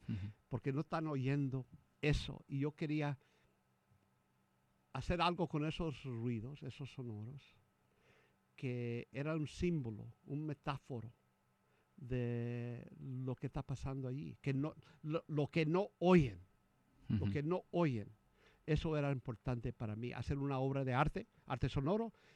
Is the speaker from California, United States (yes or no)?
no; Texas, United States; yo soy de Texas. Nací en Texas. Y mi familia es de esa parte de Texas que, donde está McAllen.